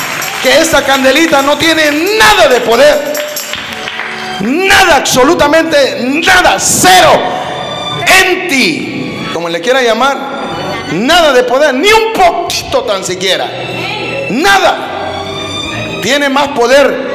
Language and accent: Spanish; Honduras; Yo soy hondureño, pero no quiere decir de que yo tengo algo en contra de los mexicanos.